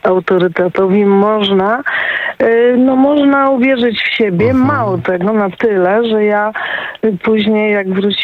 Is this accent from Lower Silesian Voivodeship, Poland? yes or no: yes; Wrocław, Lower Silesian Voivodeship, Poland; jestem z Wrocławia